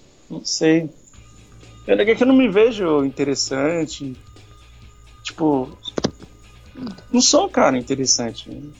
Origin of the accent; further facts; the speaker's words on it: São Paulo, Brazil; born there; now in São Vicente, Brazil; São Vicente. Mas nasci em São Paulo, né? Capital.